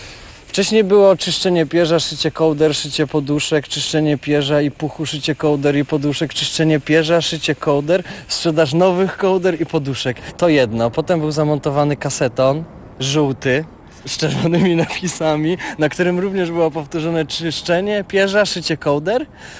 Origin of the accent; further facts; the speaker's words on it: Poznań, Greater Poland Voivodeship, Poland; Tak, jestem stąd.